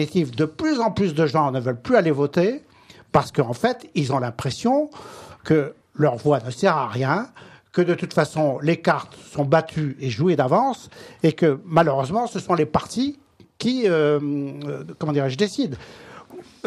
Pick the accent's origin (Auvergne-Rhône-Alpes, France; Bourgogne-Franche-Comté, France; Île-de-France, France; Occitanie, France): Île-de-France, France; Maisons-Laffitte; Comme je suis des Yvelines.